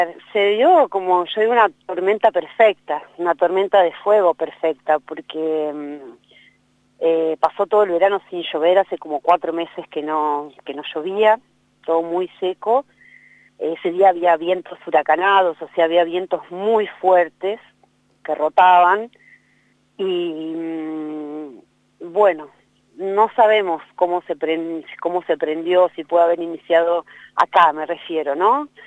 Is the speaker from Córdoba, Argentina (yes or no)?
yes; Córdoba, Argentina; also born or lived in La Pampa; yo nací en La Pampa y después me crié en Córdoba en realidad, pero siempre volví a La Pampa por mis abuelos, mis tíos, mi mamá volvió a vivir a Santa Rosa, yo vivía en el sur, hasta 2008 más o menos